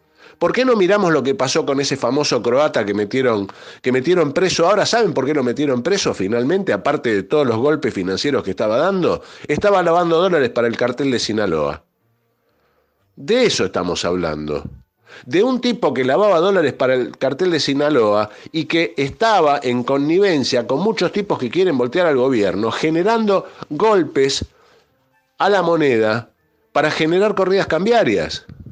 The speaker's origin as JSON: {"language": "Spanish", "country": "Argentina", "said": "No somos caníbales, somos argentinos, un pueblo tradicionalmente solidario y filantrópico."}